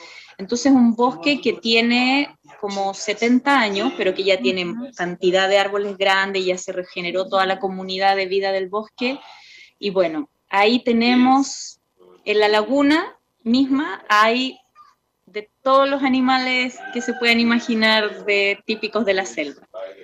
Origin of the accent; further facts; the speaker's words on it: Chile; como buena chilena, extraño un poquito a veces las montañas, los cerros y como el, ese horizonte que nos da, sí, para los que nacemos cerca de las montañas